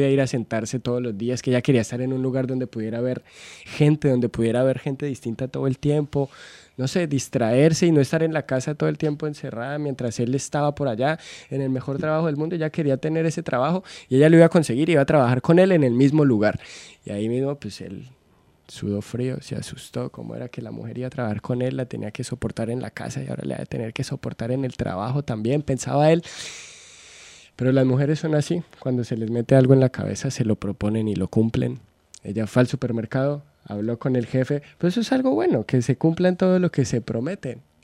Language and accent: Spanish; Colombia; now in Argentina; yo soy de Colombia. Ya estoy acá en Argentina hace más de 2 años y medio